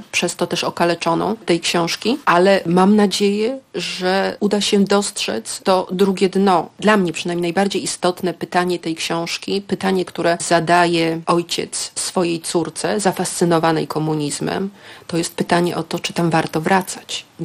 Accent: Gdańsk, Pomeranian Voivodeship, Poland; ja dorastałam na Gdańskim Przymorzu i ta historia, którą opowiadam, to jest historia widziana z perspektywy falowca, dosłownie widziana z 10. piętra

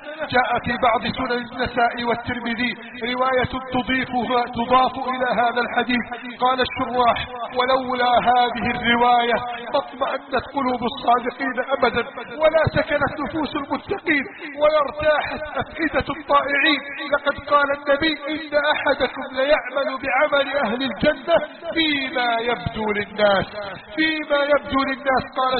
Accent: Egypt; اللهم من أراد بلادنا مصر بسوء فأشغله بنفسه

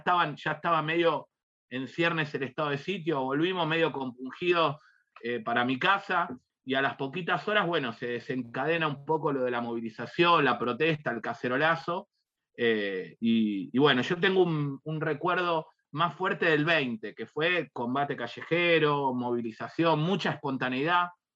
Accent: Lanús, Buenos Aires Province, Argentina; Ahora volví a Lanús, yo soy de Lanús, pero bueno, en ese momento me había mudado hacía poquitos años a Capital

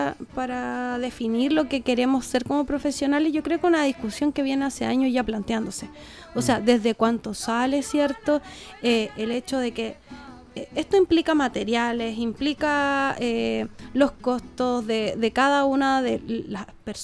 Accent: Chile; nosotros como chilenos generalmente tomamos las cosas de todos lados

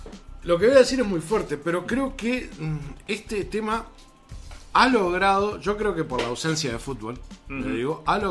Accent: Uruguay; Que uno de los valores que nosotros siempre decimos como Uruguay, como uruguayos que tenemos, es la solidaridad.

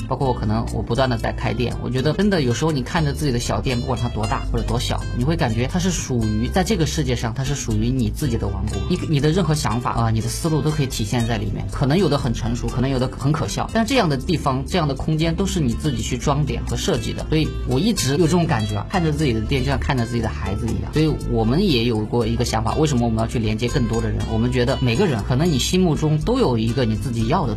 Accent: Sichuan, China; 我四川人

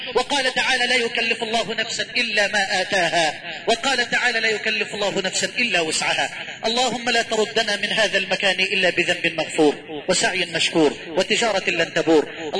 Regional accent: Egypt; واجعل بلدنا مصر أمنا أمانا سخاء رخاء

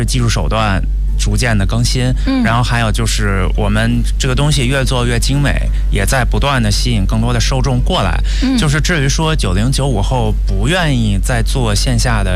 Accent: China; 然后你说我一个中国人要跟这样的翻译跟他们沟通，

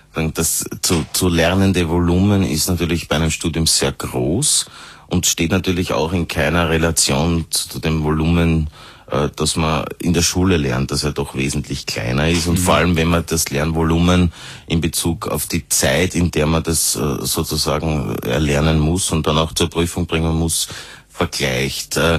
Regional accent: Austria

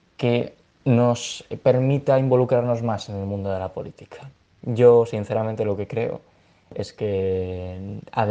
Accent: Spain; Yo, como español, miro con cierta preocupación lo que me va a deparar el mañana.

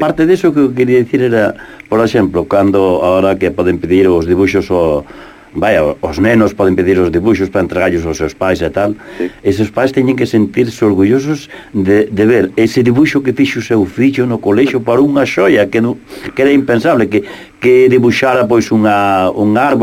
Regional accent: Viveiro, Galicia, Spain; na miña terra, na miña mariña

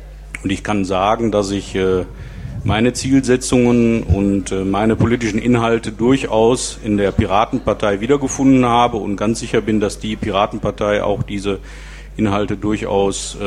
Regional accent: Duisburg, North Rhine-Westphalia, Germany; moved away as an adult; now in Kevelaer, Germany; bin 47 Jahre alt, aufgewachsen in Duisburg, 36 Jahre lang, verheiratet, drei Kinder, lebe seit 2005 mit meiner Familie im schönen Kevela am Niederrhein, im Kreis Kleve gelegen.

